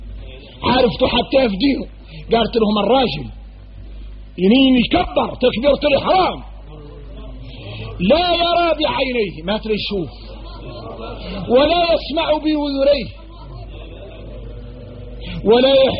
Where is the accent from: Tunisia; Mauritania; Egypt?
Mauritania; احنا موريتاني